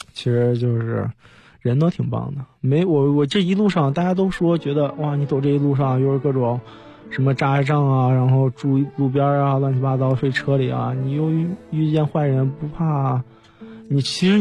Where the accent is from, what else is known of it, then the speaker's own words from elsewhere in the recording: China; 我是一个中国人